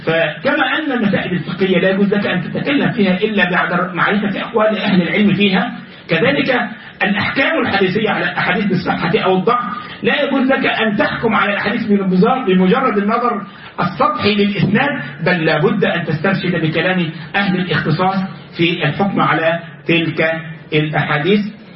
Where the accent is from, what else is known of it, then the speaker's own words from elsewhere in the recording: Egypt; بعض الناس عندنا في مصر